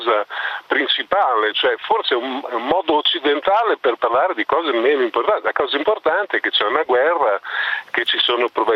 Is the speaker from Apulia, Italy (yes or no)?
no; Bologna, Emilia-Romagna, Italy; io vengo da Bologna